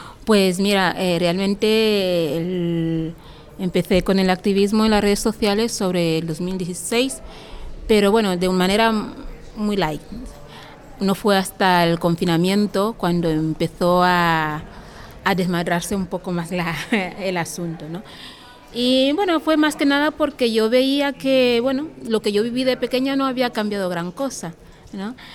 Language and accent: Spanish; Equatorial Guinea; ¿de dónde eres? De Guinea Ecuatorial. Habla muy bien el español para ser africana